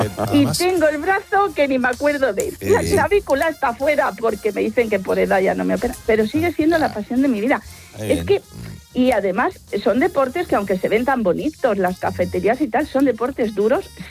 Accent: Madrid, Community of Madrid, Spain; Yo practico el esquí desde los 14 años. Soy de aquí de Madrid, tengo 68 y continúo.

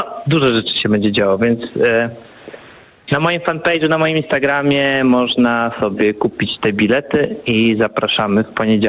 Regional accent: Bydgoszcz, Kuyavian-Pomeranian Voivodeship, Poland; moved away as an adult; now in Warsaw, Poland; Ja się urodziłem w Bydgoszczy, uwielbiam Bydgoszcz, ale wyjechałem jak miałem 18 lat i to miasto, które ja pamiętam, ono już nie istnieje.

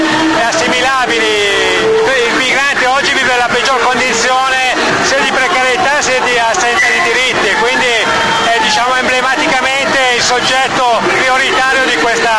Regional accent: Varese, Lombardy, Italy; Faccio parte di un social forum a Varese, io sono di Varese.

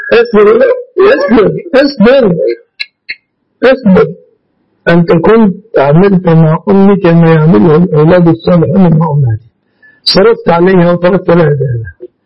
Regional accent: Egypt; مننا كمصريين

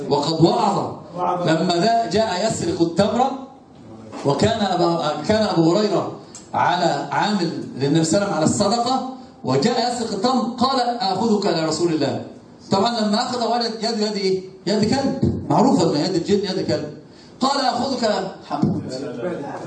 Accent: Egypt; شوفوا عندنا في مصر يقولون

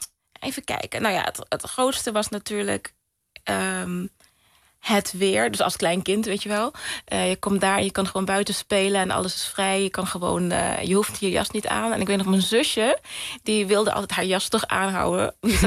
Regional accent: Curaçao; also born or lived in Rotterdam; Ja, ik ben geboren in Rotterdam. Maar ik was heel erg... Ik was 5 toen ik naar... toen mijn familie naar de Antillen verhuisde... En dat was dus Curaçao.

